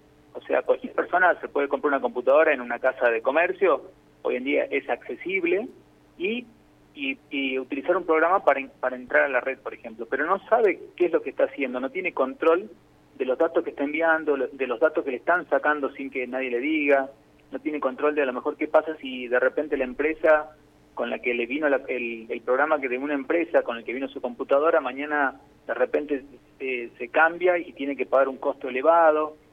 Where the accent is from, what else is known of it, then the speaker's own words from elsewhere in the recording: Jujuy, Argentina; also born or lived in Buenos Aires; yo soy de Jujuy, pero estuve en Buenos Aires, y cuando vuelvo a la provincia